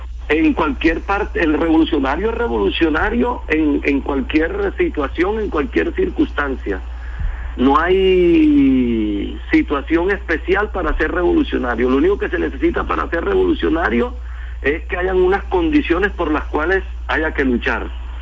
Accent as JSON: {"language": "Spanish", "town": "Turbaco", "region": "Bolívar", "country": "Colombia", "tie": "born or raised there", "said": "Turbaco, que es el pueblo mío de mi nacimiento, pues, donde yo nací."}